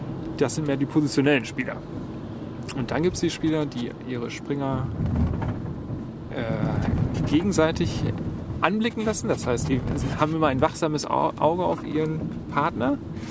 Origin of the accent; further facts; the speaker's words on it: Essen, North Rhine-Westphalia, Germany; vor allen Dingen hier in Essen. Ich bin Essener.